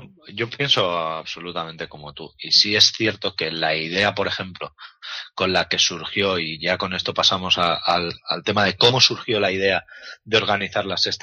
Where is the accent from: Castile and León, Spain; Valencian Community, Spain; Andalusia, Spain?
Valencian Community, Spain; Alicante; tenemos la suerte los que somos de aquí de Alicante